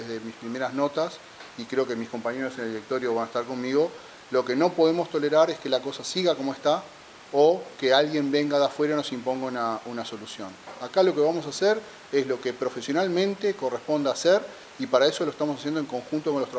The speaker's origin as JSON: {"language": "Spanish", "country": "Uruguay", "said": "Y eso a mí no me deja tranquilo como uruguayo"}